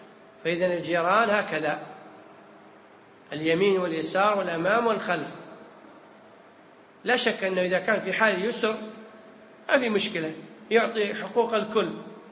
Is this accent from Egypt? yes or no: no; Kuwait; العرف عندنا في الكويت إن إذا جاءك ضيف تذبح له أول يوم